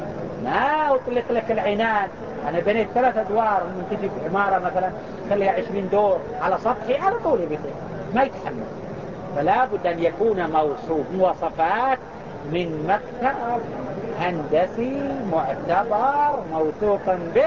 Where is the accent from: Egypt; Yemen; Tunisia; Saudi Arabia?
Saudi Arabia; Mecca, Makkah Province; وهو ما يسمى عندنا في مكة يسمى بالحكر